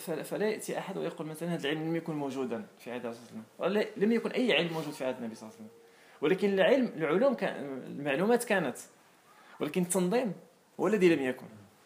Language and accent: Arabic; Morocco; فإذا الآن مثلا إحنا عندنا في المغرب كيجي إنسان أجنبي كتلقى الإنسان كيعطيه الوقت وكيفرح به وكيسأل